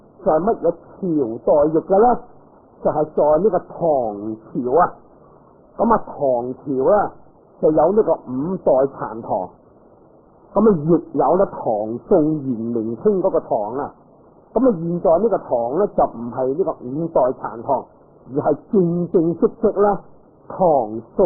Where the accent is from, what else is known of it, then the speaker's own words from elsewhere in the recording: China; 我哋系中国人啊